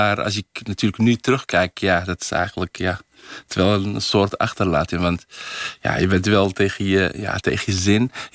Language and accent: Dutch; Netherlands; also born or lived in Morocco; Dus echt geen rekening houden met dat ik uit Nederland ben gekomen. Dus dat ik geen Arabisch ken.